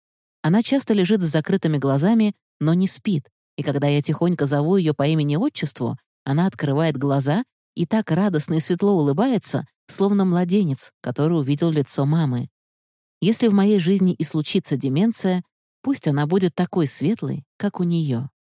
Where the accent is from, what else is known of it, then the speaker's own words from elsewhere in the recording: Saint Petersburg, Russia; Я из Петербурга, волонтер-фандрайзер фонда «Вера».